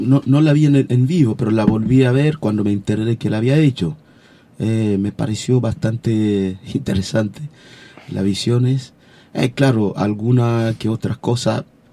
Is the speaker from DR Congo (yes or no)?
yes; eastern Congo, DR Congo; moved away; la parte este del Congo, la parte de donde vengo, la región nuestra, la parte de guerra y todo lo demás, de refugiado.